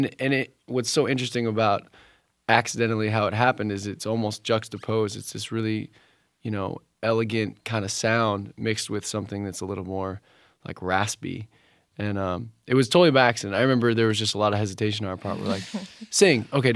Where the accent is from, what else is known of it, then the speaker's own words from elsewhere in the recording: New Jersey, United States; like we grew up in New Jersey, so … things like that.